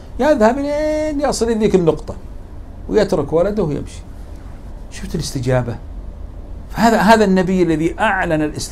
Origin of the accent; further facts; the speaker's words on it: Saudi Arabia; أذكر في قصة حدثت في منطقة عندنا في السعودية اسمها تبوك